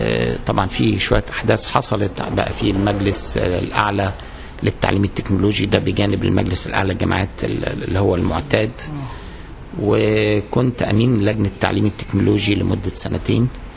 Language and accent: Arabic; Cairo, Cairo Governorate, Egypt; also born or lived in Minya; أنا اتولدت بس في المنيا، لكن كل حياتي كانت في القاهرة. لأن كنت مرتبط بوالدي الله يرحمه، كان شغله دايما في القاهرة.